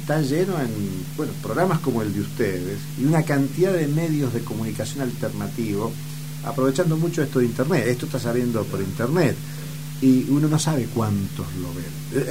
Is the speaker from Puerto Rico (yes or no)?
no; San Juan, Argentina; born there; Yo soy nacido en San Juan. Y Argentina nunca fue un país minero.